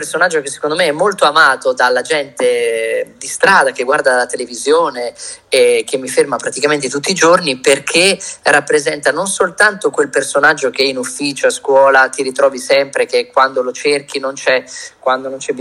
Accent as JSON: {"language": "Italian", "town": "Milan", "region": "Lombardy", "country": "Italy", "also_born_or_lived": "Emilia-Romagna", "said": "io sono mezzo milanese e mezzo romagnolo, come sentirete non è che parlo come ventino, no?"}